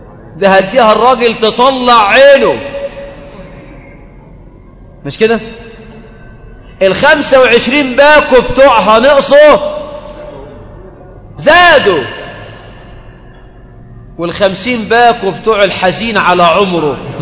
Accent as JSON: {"language": "Arabic", "country": "Egypt", "said": "وفي بعض البلاد عندنا في مصر بتطلب الشبكه بالجرام."}